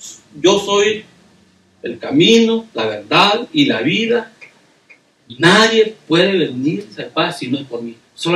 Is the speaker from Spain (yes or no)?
no; Mexico; now in United States; Hermanos, ¿se recuerdan cuando nos venimos de México? ¿Verdad? Todos los que somos mexicanos. Nos venimos por diferentes puertas, hermanos. Entramos por Tijuana